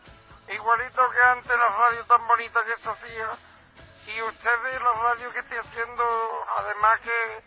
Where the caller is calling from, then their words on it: Puente Genil, Andalusia, Spain; como oyenta que soy de Puente Genil